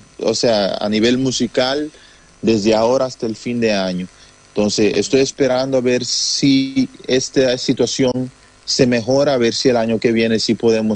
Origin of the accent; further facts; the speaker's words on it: Curaçao; se está volviendo más común el ser artista para los curazoleños y dentro de la población de donde yo vengo